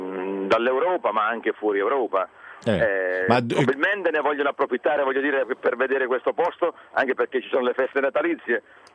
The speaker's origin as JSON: {"language": "Italian", "town": "Cisternino", "region": "Apulia", "country": "Italy", "tie": "born there", "said": "sono nato a Cisternino"}